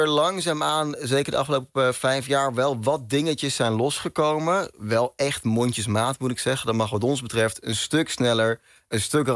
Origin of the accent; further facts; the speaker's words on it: Olst, Overijssel, Netherlands; moved away as an adult; now in Groningen, Netherlands; ik kom uit het oosten van Nederland. Een heel klein dorpje, Olst, tussen Zwolle en Deventer. Daar heb ik 19 jaar van mijn leven gewoond, denk ik. En ik ben na mijn 19e verhuisd naar Groningen. Daar woon ik nog steeds.